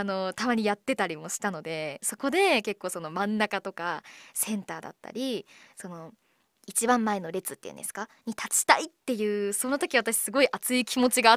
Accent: Miyagi, Japan; 私はね地元宮城県の愛を語りたいなと思います。

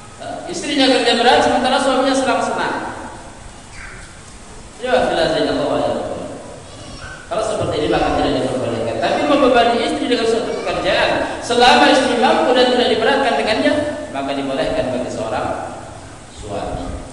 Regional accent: Medan, North Sumatra, Indonesia; Seperti orang-orang di kampung kami sana di Medan

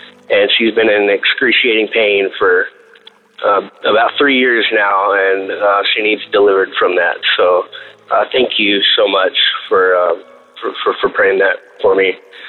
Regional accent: Amarillo, Texas, United States; I'm from Amarillo, Texas. This is the first time that I've called.

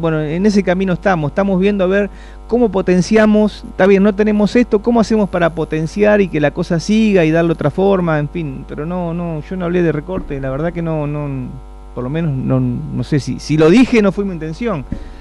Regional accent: Saladillo, Buenos Aires Province, Argentina; Ahí está la historia, ahí está de dónde venimos, en fin, por lo menos los que somos nativos de Saladillo, ¿no?

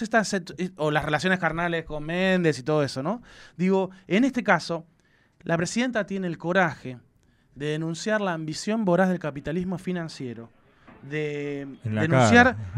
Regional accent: Argentina; lo que nosotros como argentinos íbamos a hacer

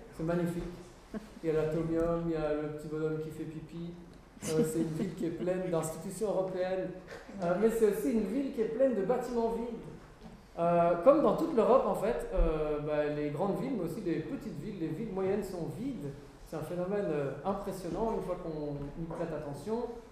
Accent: Brussels, Brussels-Capital Region, Belgium; je viens de Bruxelles, effectivement.

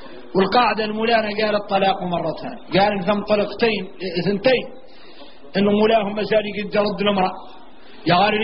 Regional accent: Mauritania; احنا موريتاني ما عندنا شراء ضمولة

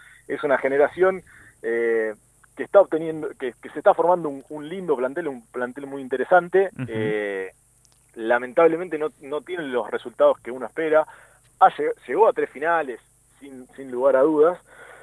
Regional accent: Argentina; A ver, como argentino obviamente lo sufrí, queriendo que ganara la selección.

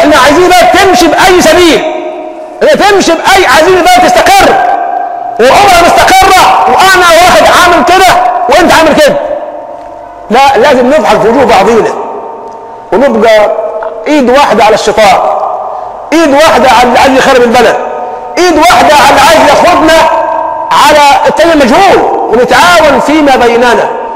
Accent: Egypt; اللهم حول حالنا كمصريين الى احسن حال

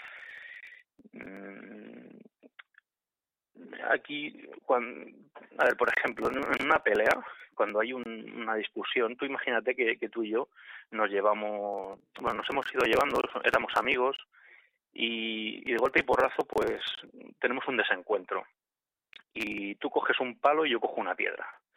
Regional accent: Catalonia, Spain; un ciudadano catalán. Yo nací aquí en Cataluña y, bueno, mi padre es catalán, mi madre es de Jaén, es andaluza, pero todos mis abuelos son andaluces. Pero, bueno, yo he nacido aquí en Cataluña y, bueno, me siento catalán

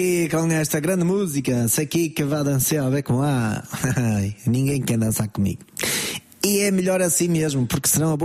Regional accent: Portugal; Não, eu sou bem português.

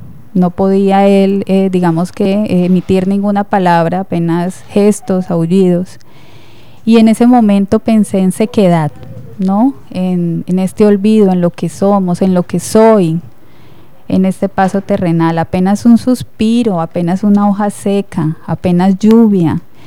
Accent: Villavicencio, Meta, Colombia; Bueno, soy de Villavicencio, de profesión abogada

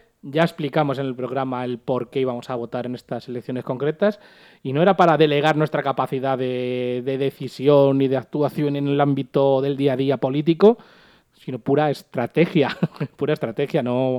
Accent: Madrid, Community of Madrid, Spain; Si nos agota nosotros siendo madrileños, siendo los directamente afectados

